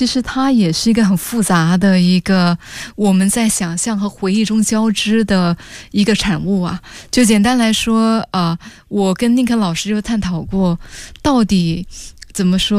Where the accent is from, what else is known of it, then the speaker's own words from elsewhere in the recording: Singapore; 我是新加坡人啊